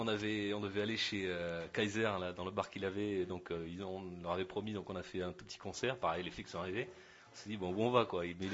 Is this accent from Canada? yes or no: no; Perpignan, Occitanie, France; Non, en fait, même pas, je suis de Perpignan, ouais.